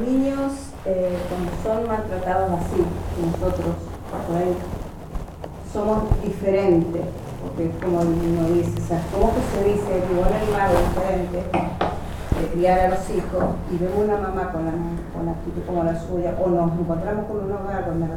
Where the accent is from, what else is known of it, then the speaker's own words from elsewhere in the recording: Chile; yo soy chilena, soy del sur donde termina el mapa.